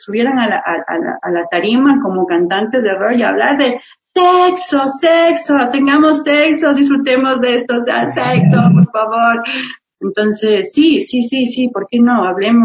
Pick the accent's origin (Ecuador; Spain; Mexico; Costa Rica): Ecuador; Baños, Tungurahua; now in Quito, Ecuador; yo soy de Baños, de Agua Santa, y allá yo vengo acá, mi querido Quito maravilloso, ya 12 años de acá, y estoy pues en Argentina, en Bellas Artes, ahí realización audiovisual